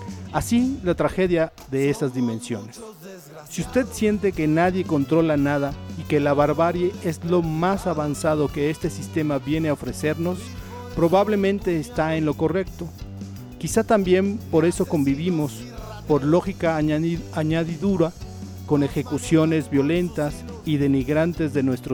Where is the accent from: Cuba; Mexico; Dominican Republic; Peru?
Mexico; Nos atañe como ciudadanos, como ciudadanas, como mexicanos, como mexicanas